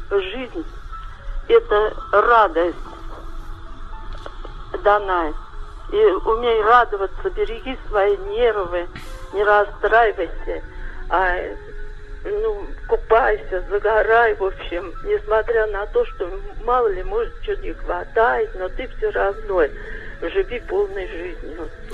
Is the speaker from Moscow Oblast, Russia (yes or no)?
yes; Serpukhov, Moscow Oblast, Russia; вот я росла в Серпухове. Мне 70 лет.